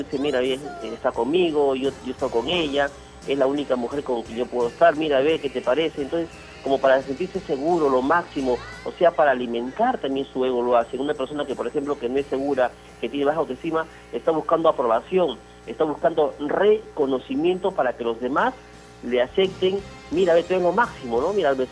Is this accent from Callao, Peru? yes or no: yes; Callao, Peru; la tierra que me vio nacer, el Callao. Yo he estado muchos años, la mayor parte de mi juventud, de mi adolescencia, lo he pasado en el Callao.